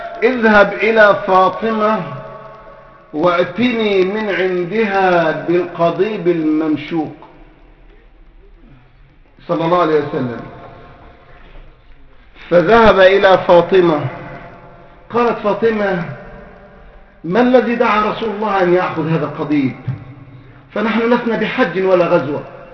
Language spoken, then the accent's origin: Arabic; Egypt; يعني عندنا في مصر كده